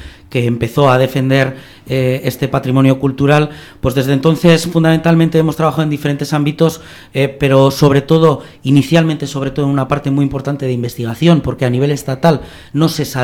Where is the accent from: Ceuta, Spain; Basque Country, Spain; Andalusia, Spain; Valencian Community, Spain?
Basque Country, Spain; Bilbao; en nuestro hecho como bilbaínos, vizcaínos, vascos, ¿no?